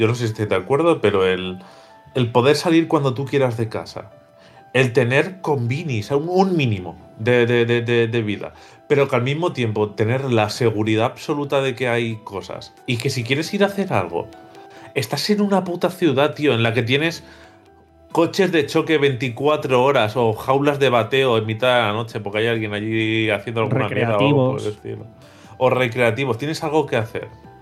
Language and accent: Spanish; Benidorm, Valencian Community, Spain; yo soy de Benidorm, ¿vale? Para el que no lo sepa.